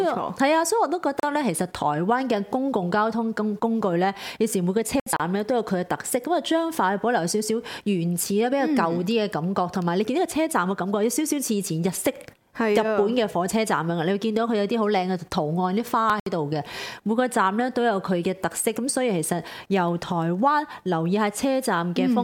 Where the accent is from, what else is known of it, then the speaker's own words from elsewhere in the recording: Hong Kong; 我是香港的記者